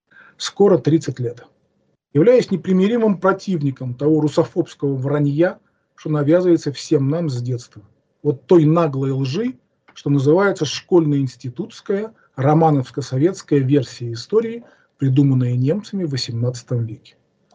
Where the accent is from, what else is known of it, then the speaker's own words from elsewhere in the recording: Amur Oblast, Russia; also born or lived in Russian Far East; now in Saint Petersburg, Russia; Родился на Дальнем Востоке, в школьные годы жил в Амурской области, с 79 года постоянно живу в Ленинграде.